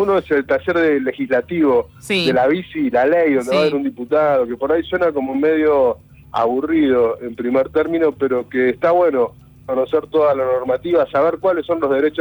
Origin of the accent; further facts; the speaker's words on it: Argentina; como argentinos muchas veces hacemos la excepción